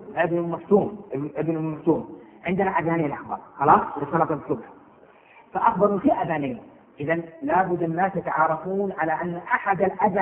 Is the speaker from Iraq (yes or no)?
no; Hejaz, Saudi Arabia; كما هو الآن مشهور عندنا بالحجاز